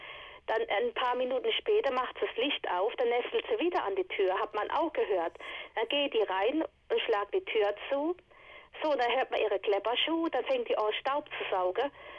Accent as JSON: {"language": "German", "town": "Viernheim", "region": "Hesse", "country": "Germany", "tie": "born there", "said": "ich bin auch gebürtige Viernheimerin, bloß wohne ich 2 Jahre hier."}